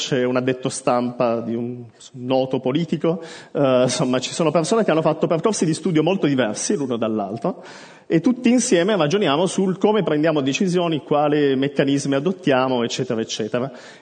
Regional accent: Turin, Piedmont, Italy; sono di Torino, come si sente dall'accento

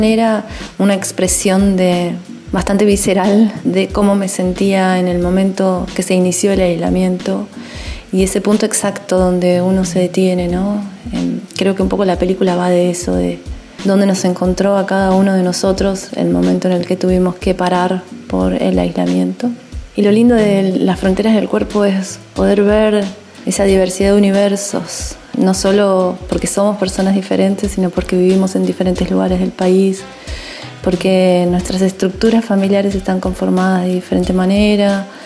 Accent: Neuquén, Argentina; now in San Martín de los Andes, Argentina

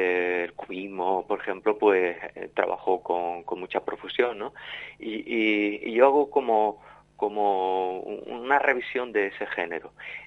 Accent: Torreperogil, Andalusia, Spain; Yo soy jienense, un pueblo de Jaén, Torre Perojil se llama mi pueblo, pero aquí ya por tierra gaditana llevo ya 26 años, o sea que ya me considero gaditano.

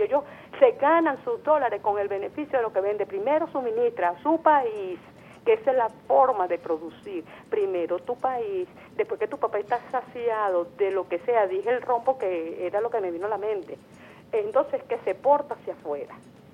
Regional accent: Venezuela; cómo vamos a evolucionar nosotros como venezolanos.

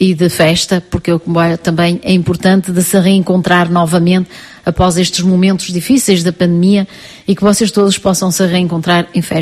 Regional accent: Portugal; on est portugais du Portugal et portugais de partout, mais aussi du Cap-Vert

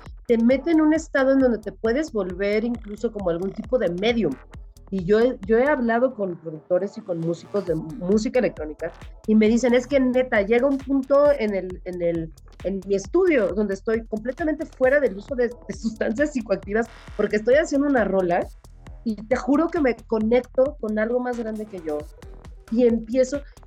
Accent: Mexico City, Mexico; de Ciudad de México.

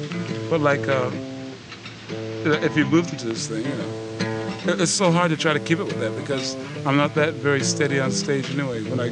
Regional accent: United States; And like I said before, man, I'm from America, you know.

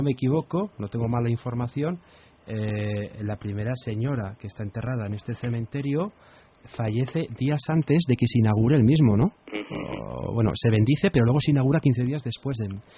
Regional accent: Zaragoza, Aragon, Spain; he dicho el cementerio de mi tierra. Si paseas por Torrero

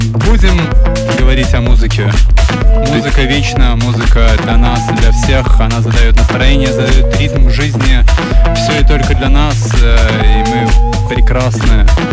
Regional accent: Belarus; Я народная, бо я народился и вырос в Беларуси.

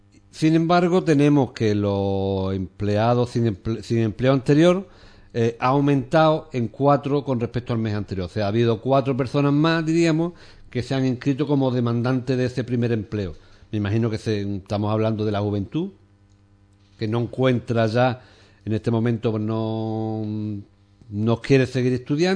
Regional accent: Ubrique, Andalusia, Spain; yo creo que todos los que somos de Ubrique conocemos esta realidad

